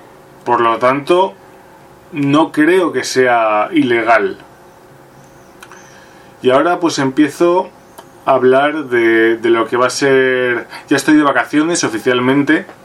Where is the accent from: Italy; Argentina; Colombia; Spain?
Spain; Burgos, Castile and León; La primera es quedarte aquí en Burgos muriéndote de asco, o marcharte a Madrid